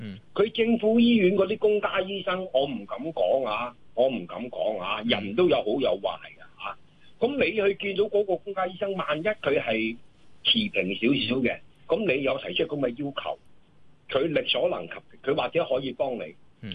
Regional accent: Hong Kong; 我係一個上年紀嘅人嚟嘅，咁我就香港土生土長嘅。

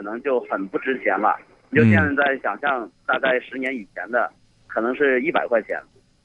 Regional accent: Yantai, Shandong, China; 农村的这个社保，目前我了解，我家乡是山东烟台那边，我家乡那边的政策是呢

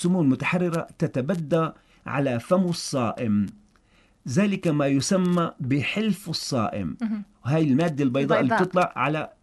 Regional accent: Syria; ونحن بلد ساحلي سواء بطرطوس أو باللاقي أو حتى بالداخل السوري

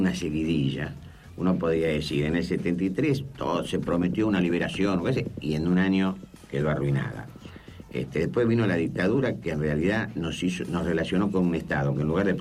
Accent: Argentina; porque soy argentino.

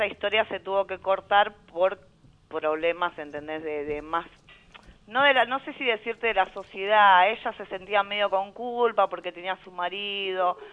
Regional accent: Merlo, Buenos Aires Province, Argentina; yo soy de Merlo

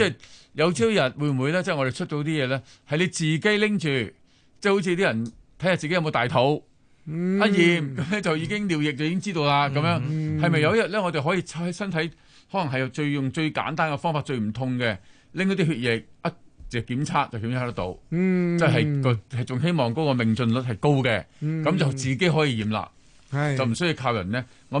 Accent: China; 因为我哋中国人会有 saving 啊，我哋有储蓄，能够挨得耐啲。

